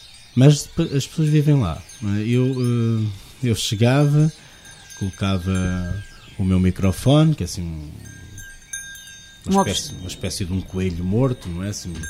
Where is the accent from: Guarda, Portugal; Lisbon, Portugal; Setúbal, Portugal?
Guarda, Portugal; Alvoco; dou mais uma vez o exemplo de Alvoco, porque é a minha terra